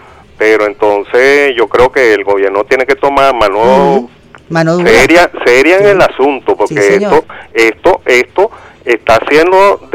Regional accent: Catí, Valencian Community, Spain; yo soy aquí de Cati

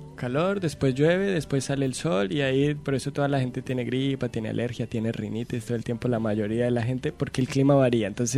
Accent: Bogotá, Colombia; Yo soy de Bogotá, Colombia.

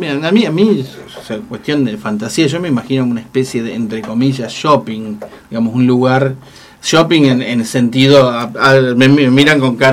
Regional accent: Pampas, Argentina; una interna en mi pueblo, así la Pampa Húmeda.

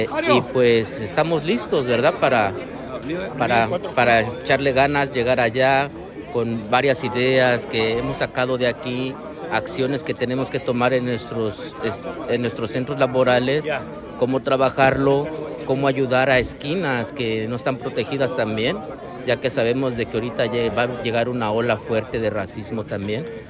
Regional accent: California, United States; Soy del norte de California, un pueblito llamado Greyton en Santa Rosa.

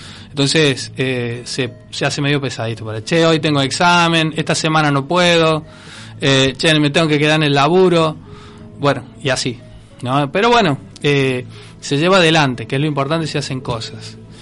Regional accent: Córdoba, Argentina; born there; now in Villa María, Argentina; Yo soy nacido en Córdoba, por ejemplo, Córdoba Capital, y viví en varias partes y después desemboqué en Villa María.

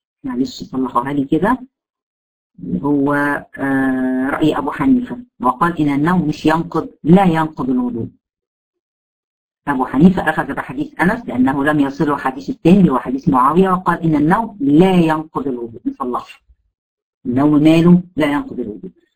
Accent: Egypt; وده يمكن المشهور عندنا في مصر

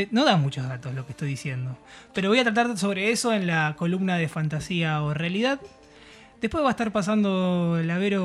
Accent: Rosario, Santa Fe, Argentina; Yo soy de Rosario, ¿viste?

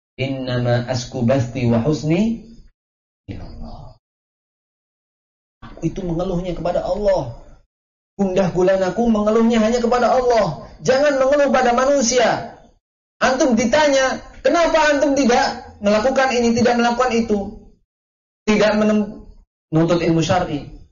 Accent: Java, Indonesia; Tapi tabiatnya kita orang Jawa itu enggak akan seperti itu.

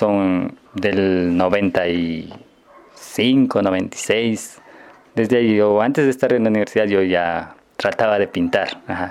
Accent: San Pablo, Imbabura, Ecuador; yo como sanpaoleño tengo el orgullo de haber realizado el altar de aquí, de mi iglesia, de mi pueblo.

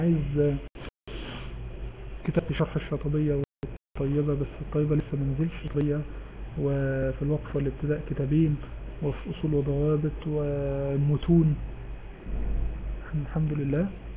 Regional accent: Egypt; واحنا المصريين اي واحد فيهم

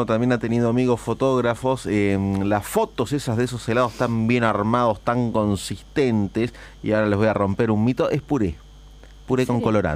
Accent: La Plata, Buenos Aires Province, Argentina; somos de La Plata, los que sean de La Plata conocerán la heladería

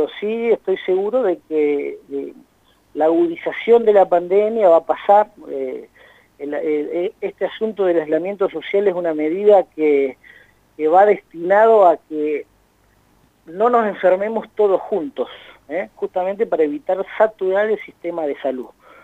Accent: Argentina; Como sociedad, como pueblo argentino, creo que hemos demostrado solidaridad y responsabilidad.

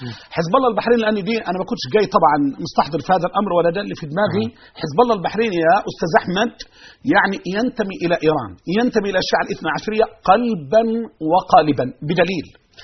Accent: Egypt; أي فكر يحمل هذه الأمور لن نسمح به في بلدنا مصر، بل سنطهرها من أندرنهم وجنسهم

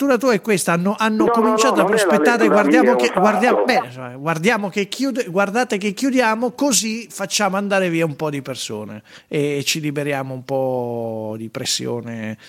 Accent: Lombardy, Italy; In quanto lombardo io sono responsabile di che cosa?

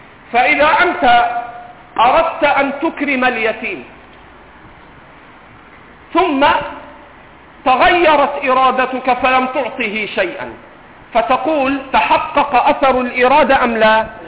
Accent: Egypt; accent: Egyptian; نضرب على كلام العرب ونضرب على لهجتنا المصرية

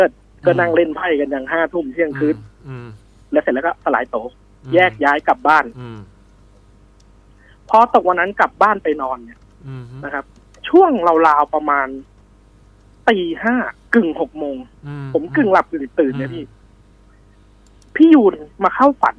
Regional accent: Nakhon Nayok, Thailand; now in Lampang, Thailand; ผมเนี่ยเป็นคนนครนายกครับแต่มาได้เมียเพิ่งย้ายมาอยู่ลำปางได้ประมาณ4ปีครับ

